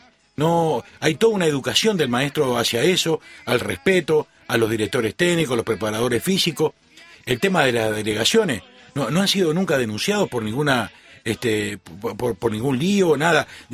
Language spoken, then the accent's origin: Spanish; Uruguay; cuando digo nosotros, lo digo como uruguayo.